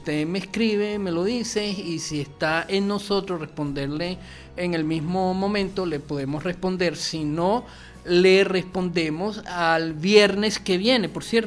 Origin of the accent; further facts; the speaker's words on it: Venezuela; un poco salsoso, merengoso, como somos todos los venezolanos, alegre, contentos a pesar de las adversidades.